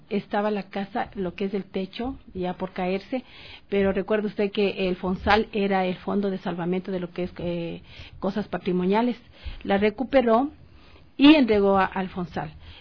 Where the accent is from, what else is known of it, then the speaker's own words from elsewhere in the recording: Calacalí, Pichincha, Ecuador; Yo soy de Calacalí, vivo en Calacalí.